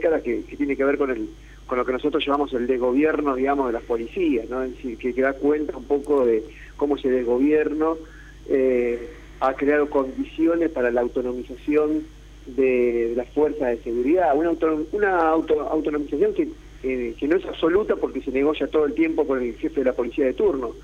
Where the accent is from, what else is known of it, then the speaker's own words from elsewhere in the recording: La Plata, Buenos Aires Province, Argentina; yo soy de La Plata